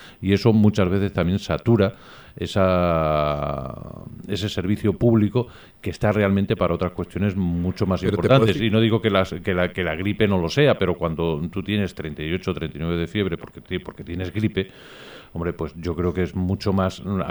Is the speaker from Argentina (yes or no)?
no; Castilla-La Mancha, Spain; y tú y yo somos de Castilla-La Mancha